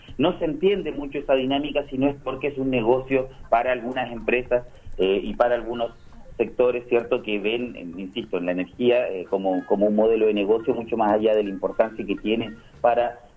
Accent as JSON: {"language": "Spanish", "country": "Chile", "said": "De hecho, yo soy chileno, por ejemplo, ¿no?"}